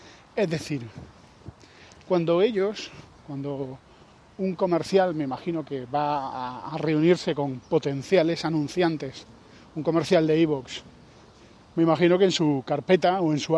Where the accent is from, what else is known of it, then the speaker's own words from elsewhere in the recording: Spain; Somos conspiracionistas. Y somos españoles.